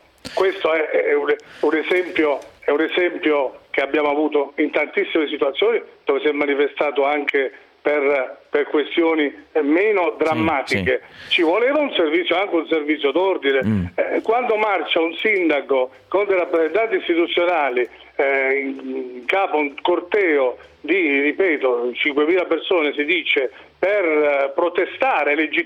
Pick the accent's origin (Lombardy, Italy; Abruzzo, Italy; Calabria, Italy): Abruzzo, Italy; ed io lo dico da abruzzese perché avverto anche le reazioni che ci possono essere a queste vicende